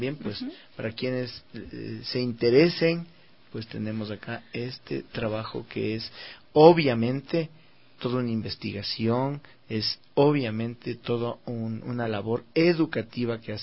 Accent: Ecuador; Por esto nace la necesidad y obligación como ecuatorianos de recuperar esta identidad

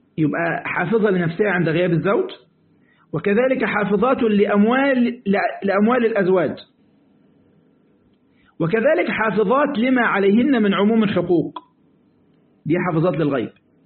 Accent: Egypt; وإحنا جماعة عندنا في مصر المركب اللي لا ريسين تغرق

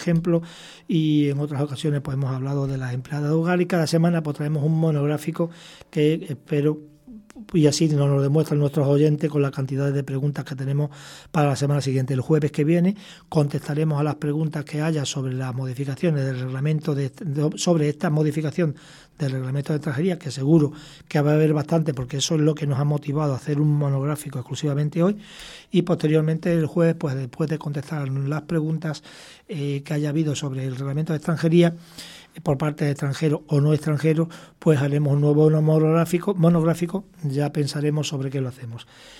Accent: Extremadura, Spain; Pues yo, que soy extremeño

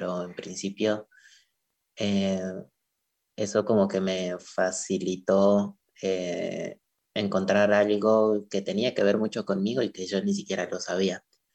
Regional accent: Pasto, Nariño, Colombia; las primeras clases que di fueron en Pasto, en mi ciudad natal en Colombia

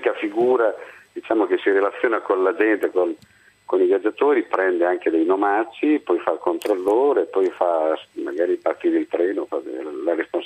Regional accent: Rimini, Emilia-Romagna, Italy; Di Rimini.

